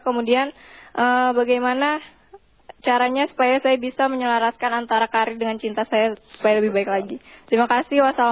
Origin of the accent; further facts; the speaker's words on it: Lampung, Indonesia; saya dari Lampung.